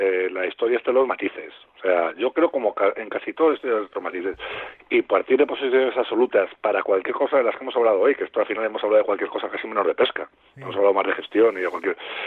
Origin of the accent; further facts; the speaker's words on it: Guadalajara, Castilla-La Mancha, Spain; Mira, yo soy de Guadalajara.